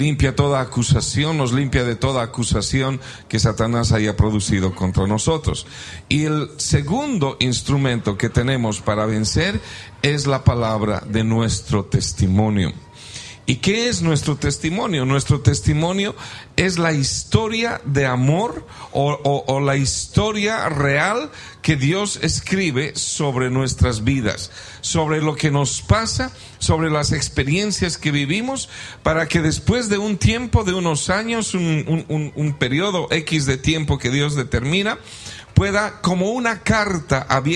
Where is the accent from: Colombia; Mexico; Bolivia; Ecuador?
Bolivia; born there; nosotros somos bolivianos de origen, de nacimiento, nacimos allá y nos convertimos al evangelio allá mismo, y venimos del avivamiento más grande que hubo en mi país, en Bolivia